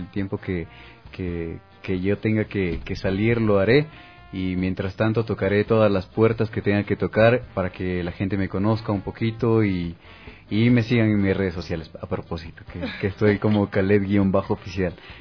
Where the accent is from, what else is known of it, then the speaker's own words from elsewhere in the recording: Ecuador; decir soy ecuatoriano y esto se hace en Ecuador.